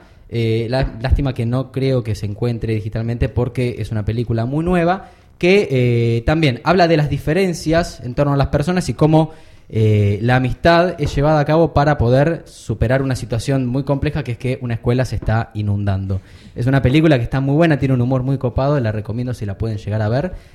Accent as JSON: {"language": "Spanish", "country": "Argentina", "said": "Está bueno verla como argentino."}